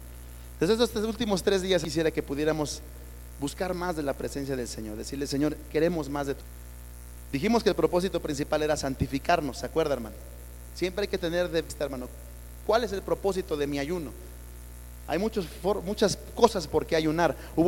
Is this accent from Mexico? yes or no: yes; Mexico; como buenos mexicanos, así estamos acostumbrados a comer lo que se nos antoja.